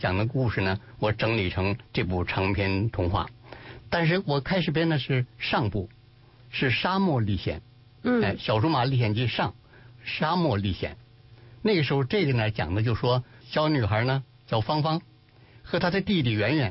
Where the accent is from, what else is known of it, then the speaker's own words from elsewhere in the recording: Beijing, China; also born or lived in Hefei; 最后呢，我就随着父亲呢，又回和母亲就回到了安徽合肥，在那儿上了小学3年级吧，之后呢又回到了北京，所以以后都是在北京长大的，因此这样看不出什么口音，听不出什么口音来